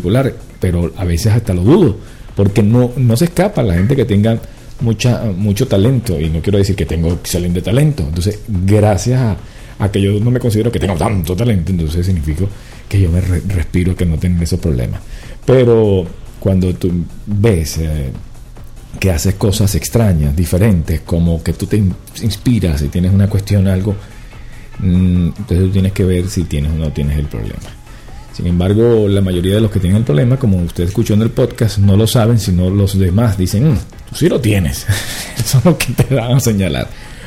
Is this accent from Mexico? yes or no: no; Venezuela; que yo que soy venezolano tengo que pararlo para respirar